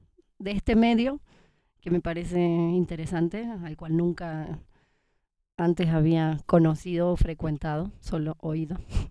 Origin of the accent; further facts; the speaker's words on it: Córdoba, Argentina; now in Bogotá, Colombia; yo soy de Córdoba y hace un tiempo que estoy por acá por Bogotá, vengo viajando hace un año casi